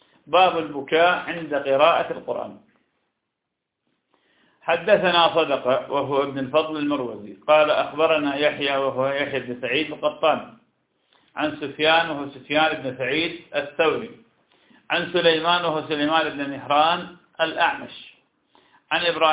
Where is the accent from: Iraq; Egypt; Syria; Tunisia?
Iraq; وهذا كان عندنا في العراق كثيرا جدا لكنه زال بالمدينة منذ سنين